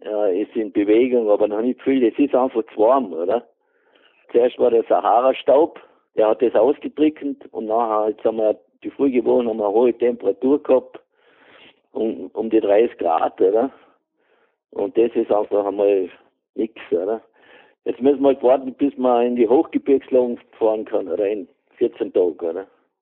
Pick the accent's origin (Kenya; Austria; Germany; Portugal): Austria; Carinthia; Ich bin ein Kärntner, aber ich habe das schon von Jugend auf, ganz von Jugend auf, habe ich das schon mitgekriegt.